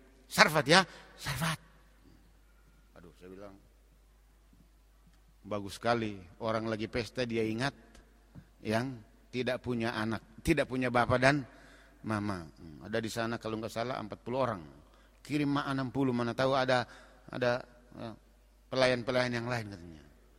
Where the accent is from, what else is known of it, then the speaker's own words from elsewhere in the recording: Manado, North Sulawesi, Indonesia; Makanya ada orang berkata kalau kami orang Manado, anjing pun melahirkan pesta katanya.